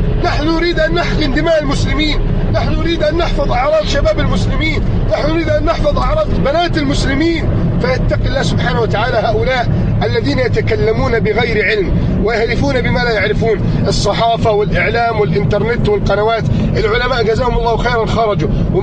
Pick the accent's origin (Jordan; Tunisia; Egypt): Egypt; يا رب احفظ بلدنا مصر